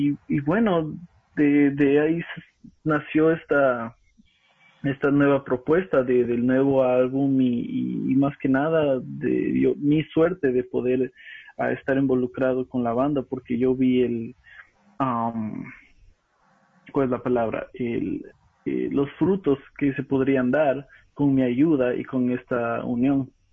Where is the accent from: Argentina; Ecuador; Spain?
Ecuador; Quito, Pichincha; una banda de reggae de donde soy yo, de Quito